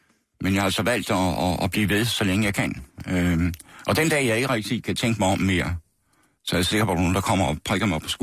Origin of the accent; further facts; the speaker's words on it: Horsens, Central Denmark Region, Denmark; I Horsens. Vestergade i Horsens. Ikke noget særligt spændende kvarter, men der er altså, har gået på Rysgade skole hed det, som lå om hjørnet, og senere gik jeg så på Horsens